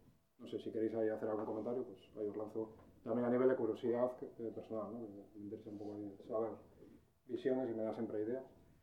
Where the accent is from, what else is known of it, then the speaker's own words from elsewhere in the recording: Piélagos, Cantabria, Spain; yo soy de Piélagos, por cierto